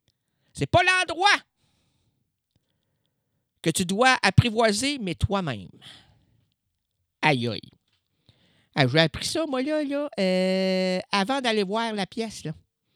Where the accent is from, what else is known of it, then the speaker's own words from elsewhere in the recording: Drummondville, Quebec, Canada; now in Blainville, Canada; Non, je viens pas de Blainville, moi. Non, moi, je viens de Drummondville. Mais, ouais, mais j'ai décidé de prendre une chambre à Blainville pour refaire ma vie. Ah, j'ai refait ma vie, là j'ai 42 ans